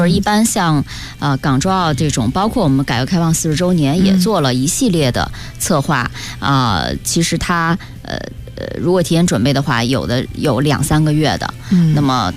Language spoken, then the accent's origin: Chinese; China; 也说明哈，我们中国人。中国的网民是他的感情是非常的淳朴的